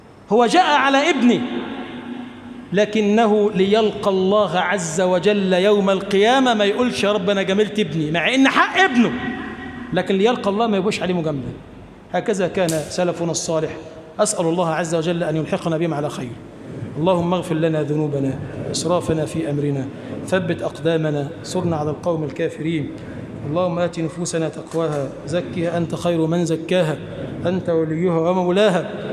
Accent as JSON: {"language": "Arabic", "country": "Egypt", "said": "اللهم اجعل بلدنا مصر بلدا آمنا"}